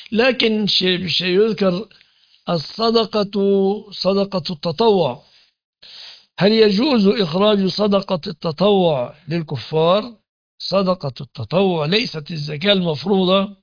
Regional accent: Egypt; لكن عندنا في مصر على سبيل المثال الذي لا يمتلك سيارة لا يعد فقيرا

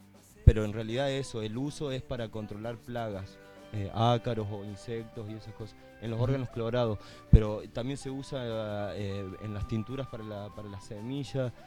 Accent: Ceres, Santa Fe, Argentina; born there; en el noroeste de Santa Fe, en la localidad donde nací, en Cere

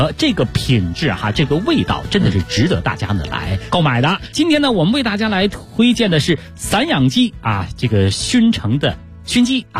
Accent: Beijing, China; 我北京人爱吃酱味的

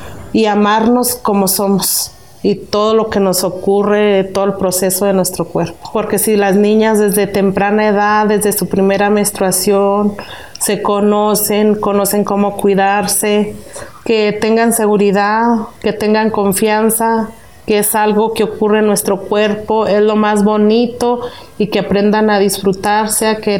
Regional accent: Baborigame, Chihuahua, Mexico; Soy Odami, tepehuana. Vengo del estado de Chihuahua, de una comunidad que es Baborigame, municipio de Guadalupe Calvo.

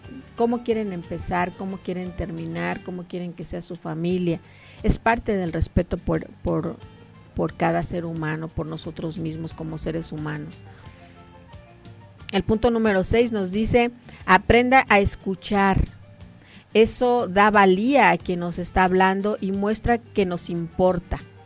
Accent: Mexico; cuáles son nuestras obligaciones como mexicanos

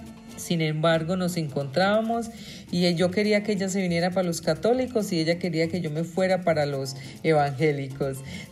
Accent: New York, United States; Crecimos en Nueva York, nos conocimos en Nueva York, crecimos juntas, parrandeando y loqueando juntas en la vida de los colombianos en ese estado.

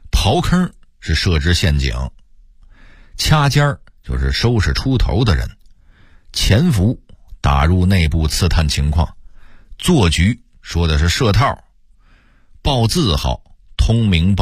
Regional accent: Beijing, China; 我是从小在胡同长大的，老炮儿这个词儿从小就说

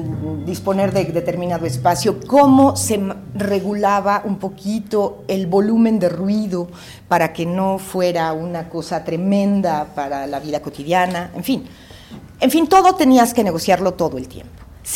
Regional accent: Mexico; also born or lived in Bolivia; Yo viví en Bolivia muchos años, soy mexicana

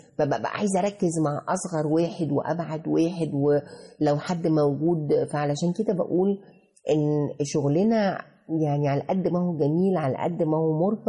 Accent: Egypt; واحنا كشعب مصري ساعات بندخل بشدة

